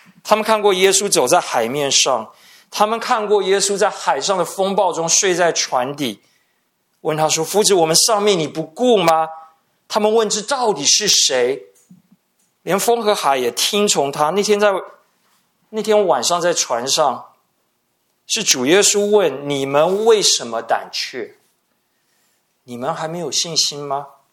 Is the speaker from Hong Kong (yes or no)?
no; Taiwan; 匍匐在地，直接翻译就是脸掉在地上，脸贴在地上。我台湾人可能会说吃土。